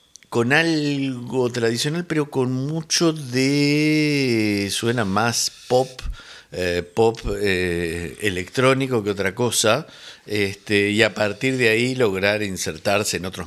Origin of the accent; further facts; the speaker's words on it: Uruguay; En el Nepal me dijeron. Soy de Uruguay.